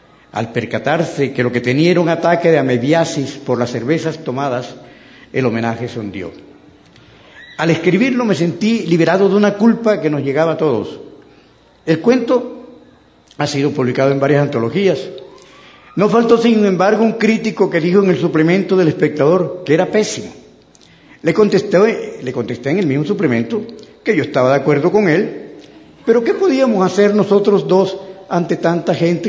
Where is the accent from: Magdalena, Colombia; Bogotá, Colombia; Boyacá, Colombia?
Magdalena, Colombia; Santa Marta; No ocurría así en mi infancia y adolescencia en Santa Marta.